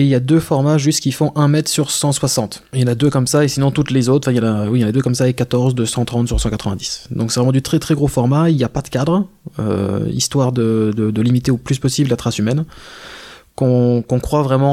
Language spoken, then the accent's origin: French; Gérardmer, Grand Est, France; j'ai grandi sur Gérardmer, donc il y a aussi pas mal de monde que je connais, qui me connaissent